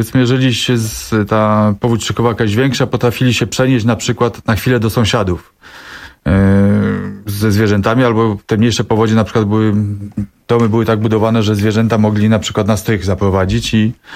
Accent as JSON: {"language": "Polish", "town": "Nowe Miasto nad Pilicą", "region": "Masovian Voivodeship", "country": "Poland", "said": "bo jestem też z małej miejscowości Nowe Miasto nad Plisą"}